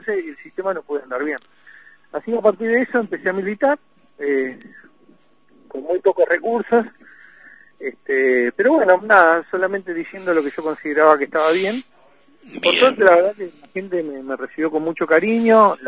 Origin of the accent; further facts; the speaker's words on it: Pico Truncado, Santa Cruz, Argentina; Yo viví mi infancia en Pico Truncado.